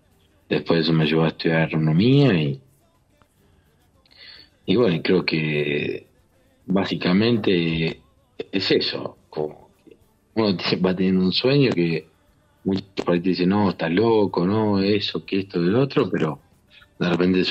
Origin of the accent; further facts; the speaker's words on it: Buenos Aires, Argentina; yo soy nacido y criado en la Capital Federal.